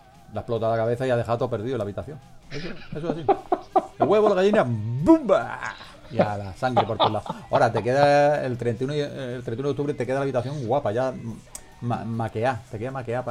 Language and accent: Spanish; Málaga, Andalusia, Spain; Yo soy de Málaga, de Portarta, ¿sabes? Ahí me he criado yo en Portarta.